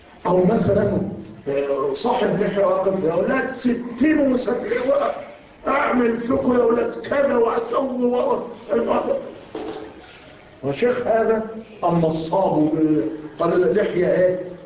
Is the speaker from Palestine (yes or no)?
no; Egypt; الحمد لله نحن عندنا في مصر ما يكشف رأسه بس فقط